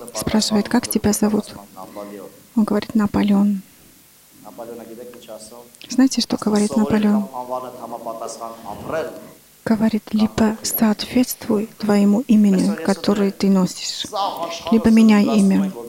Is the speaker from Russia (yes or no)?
no; Armenia; Мы армяне, мы такие, что делать? Мы должны признать.